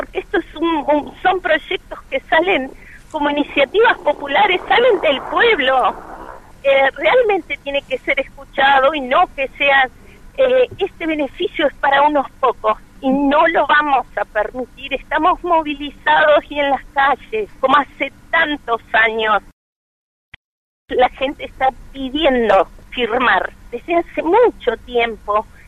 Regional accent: Santa Cruz, Argentina; Personalmente soy de Santa Cruz, hay cantidad de mineras.

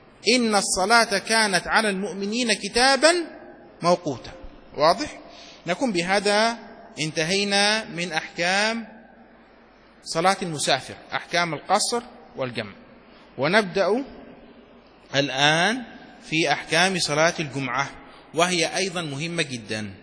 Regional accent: Yemen; عندنا في اليمن

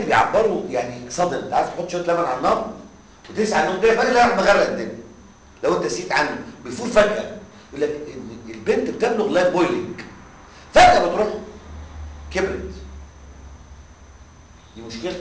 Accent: Egypt; اقسم بالله ما في حد اذكى من مصر احنا بس عايزين نشتغل احنا كسل

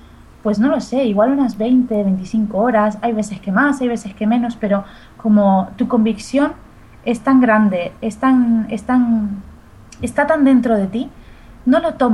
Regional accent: Argentina; y yo además vengo de la República Argentina, que otra cosa no, pero vacas se comen

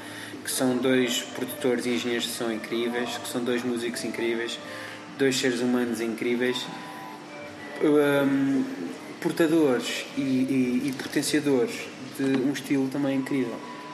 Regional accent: Portugal; Tipo, sou Tuga, nesse sentido sou bué da Tuga.

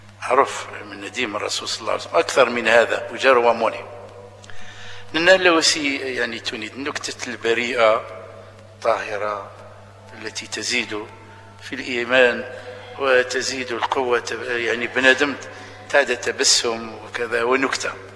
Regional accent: Algeria; اللي شالي معروفين عندنا في الجزائر

